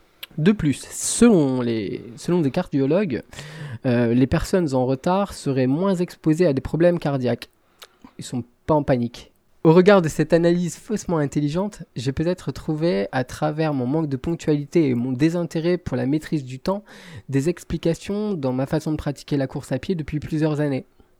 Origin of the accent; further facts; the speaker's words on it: Lille, Hauts-de-France, France; pas connu meilleur coach que les chauffeurs de Transpol, c'est le nom de la compagnie du côté de chez moi, à Lille.